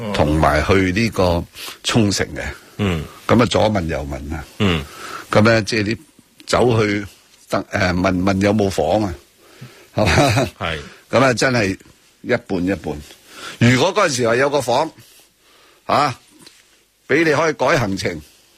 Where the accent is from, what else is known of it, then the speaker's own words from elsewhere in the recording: Hong Kong; 这个呢不是我们香港人的决定